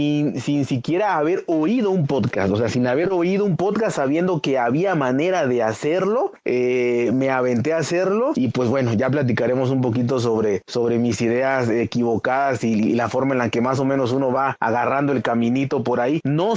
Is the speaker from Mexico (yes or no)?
yes; Mexico; soy de México, igual que Francisco, del sur de México, igual que él, coincidimos ahí, en un poquito más al ¿qué será? Al sureste, pero pegados a Centroamérica